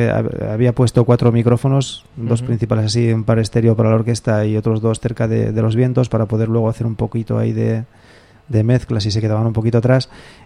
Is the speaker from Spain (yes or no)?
yes; Spain; first language Spanish; yo tenía que hablar como español que soy en español, porque es mi idioma.